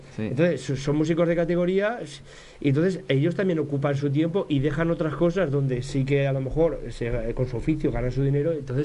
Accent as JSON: {"language": "Spanish", "town": "Buñol", "region": "Valencian Community", "country": "Spain", "said": "los que somos de Buñol también nos une la historia cultural del pueblo."}